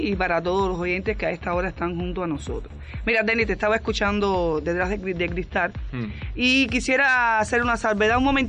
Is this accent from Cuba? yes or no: yes; Ciénaga de Zapata, Matanzas, Cuba; como ciudadana, como cenaguera y como cubana que soy.